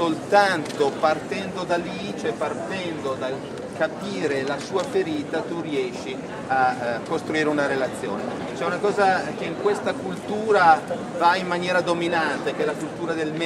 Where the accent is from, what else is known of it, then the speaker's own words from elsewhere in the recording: Como, Lombardy, Italy; io sono Comasco